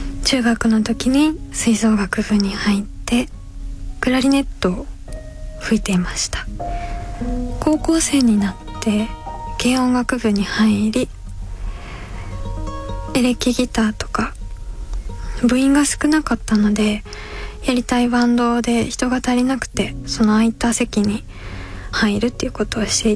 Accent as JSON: {"language": "Japanese", "region": "Kyoto", "country": "Japan", "said": "そして京都出身で ですね。父親が京都の人で母親は東京の人です。子供の頃からカトリックの学校に行って、"}